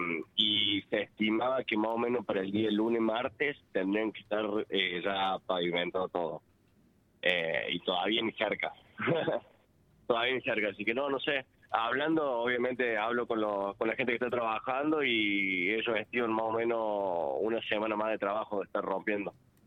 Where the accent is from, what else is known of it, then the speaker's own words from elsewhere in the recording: Argentina; como argentino, te lo digo